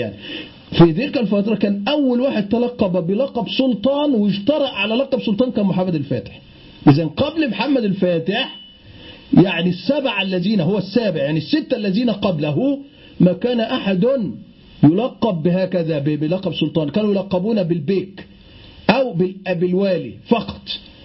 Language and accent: Arabic; Egypt; يعني عندنا في مصر يقولون على النيل بحر،